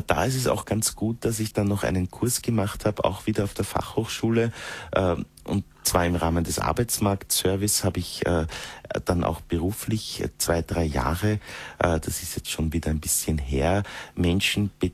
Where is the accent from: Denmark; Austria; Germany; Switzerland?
Austria; Styria; moved away as an adult; now in Vienna, Austria; Und in Wien, wo ich lebe seit einigen Jahren, obgleich ich nicht aus Wien bin, ich bin aus der Steiermark, in der Nähe von Mürzzuschlag geboren, bin aber eigentlich dann, wie ich auf die Fachhochschule gegangen bin, nach Wien gezogen.